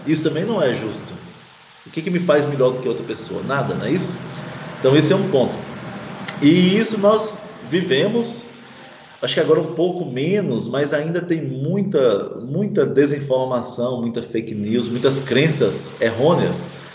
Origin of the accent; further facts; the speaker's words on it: Minas Gerais, Brazil; now in Pernambuco, Brazil; Eu sou mineiro, né? Trabalho aqui em Pernambuco, gosto muito.